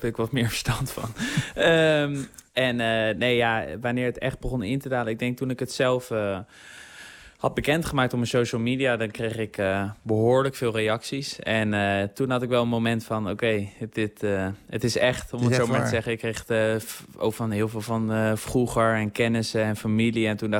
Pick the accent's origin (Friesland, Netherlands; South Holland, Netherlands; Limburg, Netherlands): South Holland, Netherlands; Ik kom uit de regio van Den Haag natuurlijk.